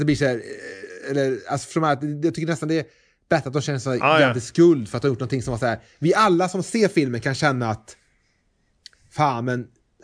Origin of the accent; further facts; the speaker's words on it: Trollhättan, Västra Götaland County, Sweden; Och jag är från Trollhättan.